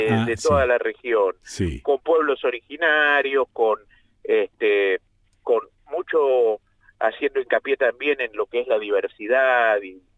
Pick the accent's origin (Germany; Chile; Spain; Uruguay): Uruguay; born there; moved away as an adult; also born or lived in Buenos Aires, Argentina; Yo nací en la Rodelú, en la República Oriental del Uruguay.